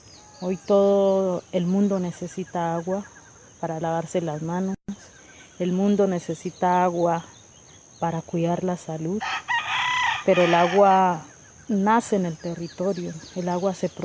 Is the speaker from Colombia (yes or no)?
yes; Colombia; Hoy necesitamos sacar como colombianos y colombianas, sobre todo, lo mejor de nosotros para nuestras familias